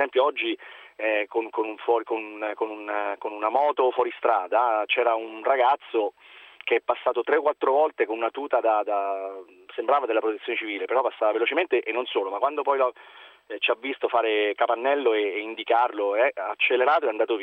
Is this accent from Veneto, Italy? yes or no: no; L'Aquila, Abruzzo, Italy; Sì, sono aquilano e sono tornato all'Aquila perché torno praticamente tutti i giorni.